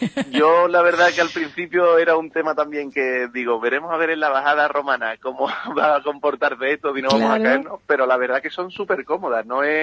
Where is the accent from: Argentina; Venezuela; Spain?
Spain; Ubrique, Andalusia; aunque seamos romanos de Ubrique, no nos gusta encauzarnos en ningún sitio, aunque siempre llevamos Ubrique por bandera, porque somos de Ocuri, somos gitanos, claro.